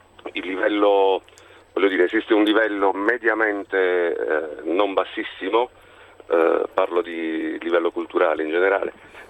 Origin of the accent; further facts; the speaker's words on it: Bari, Apulia, Italy; Barese Doc.